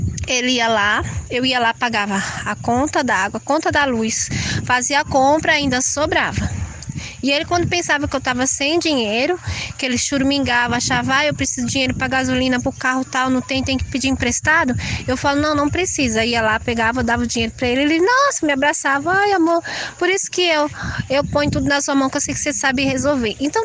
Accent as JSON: {"language": "Portuguese", "region": "São Paulo", "country": "Brazil", "tie": "born or raised there", "said": "Aí eu não acostumei com essa possibilidade, porque eu nasci e cresci em São Paulo."}